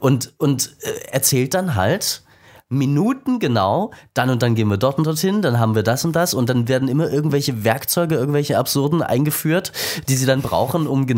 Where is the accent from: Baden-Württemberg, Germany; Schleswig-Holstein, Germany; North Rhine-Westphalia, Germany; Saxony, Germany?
Saxony, Germany; Ich bin in Sachsen groß geworden.